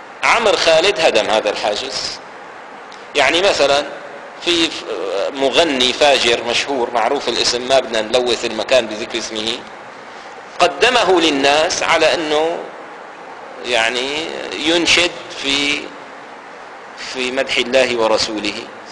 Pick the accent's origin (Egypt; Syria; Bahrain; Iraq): Syria; Damascus, Damascus Governorate; ففي مثل عندنا في دمشق هنا، مثل عامي قديم